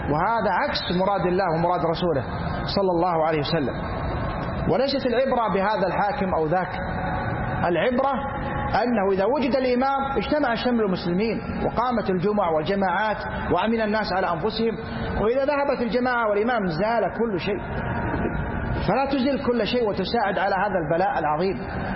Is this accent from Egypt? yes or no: no; Saudi Arabia; أما نحن ولله الحمد في بلادنا المملكة العربية السعودية